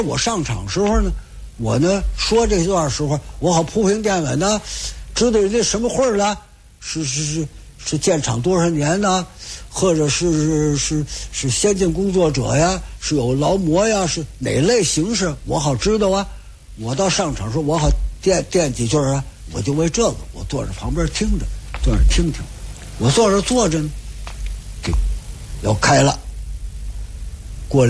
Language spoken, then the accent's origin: Chinese; Beijing, China; now in Tianjin, China; 我在天津这儿50多年了啊，我从北京来天津50多年了，